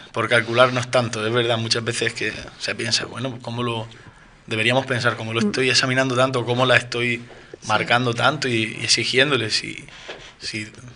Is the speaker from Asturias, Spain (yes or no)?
no; Almería, Andalusia, Spain; Yo soy de Almería, nací en Almería, toda mi familia es de Almería y nada, allí sigo viviendo allí.